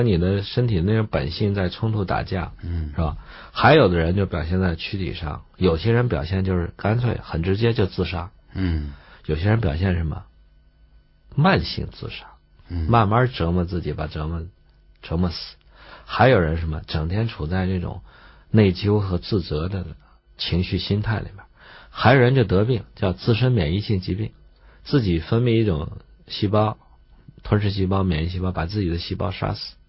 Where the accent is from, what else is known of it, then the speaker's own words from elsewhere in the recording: China; 唤醒我们中国人骨子里的那个贵族意识